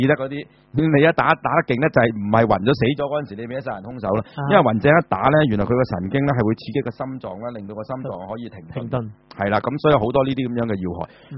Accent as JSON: {"language": "Cantonese", "country": "China", "said": "我哋中國人咧都會針對下盤"}